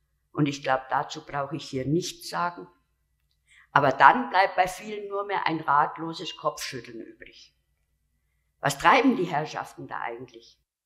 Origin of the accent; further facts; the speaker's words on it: Munich, Bavaria, Germany; Ich komme aus München, deswegen bin ich jetzt nicht so wahnsinnig oft in Berlin zu sehen.